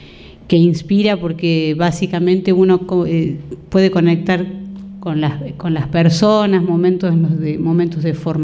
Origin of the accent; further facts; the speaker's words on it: Cosquín, Córdoba, Argentina; born there; uno se aleja de su pueblo, cuando yo soy nacida en Cosquín y de pronto En algún momento me fui, bueno, volví